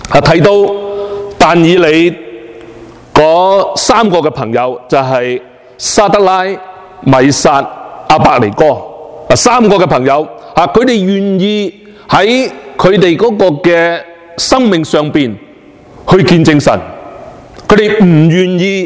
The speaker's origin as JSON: {"language": "Cantonese", "country": "China", "said": "我们中国人呢其实都有一个非常好的传统"}